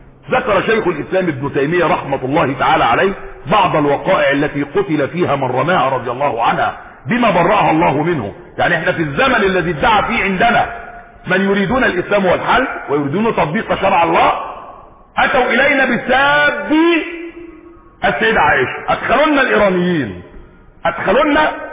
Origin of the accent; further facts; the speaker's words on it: Egypt; اتعمل عندنا في مصر احنا هنا